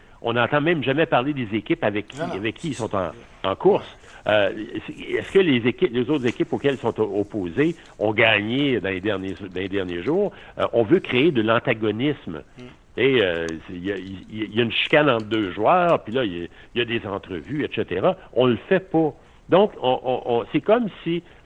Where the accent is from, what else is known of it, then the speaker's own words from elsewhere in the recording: Quebec, Canada; T'sais, le hockey, on vient du Québec